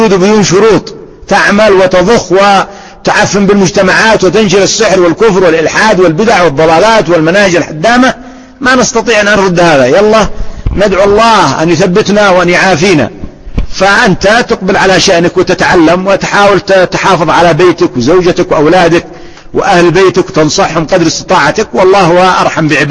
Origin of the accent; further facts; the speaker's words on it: Sanaa, Yemen; عندنا في صنعاء